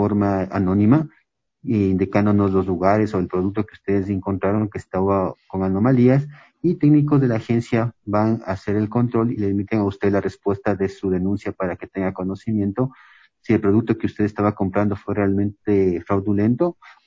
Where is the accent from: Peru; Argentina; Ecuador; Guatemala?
Ecuador; los emprendimientos que tenemos como ecuatorianos